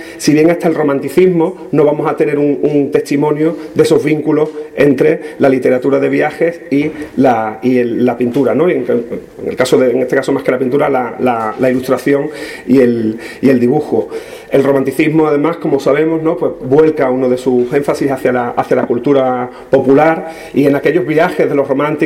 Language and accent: Spanish; La Puebla de Cazalla, Andalusia, Spain; la reunión de Cantes Hondo de la Puebla de Cazalla, que es de donde yo vengo.